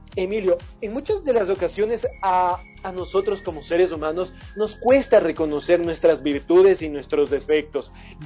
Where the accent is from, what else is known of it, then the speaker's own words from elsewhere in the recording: Ecuador; nosotros somos ecuatorianos y somos un pueblo de guerreros y guerreras, que no nos amilanamos ante nada.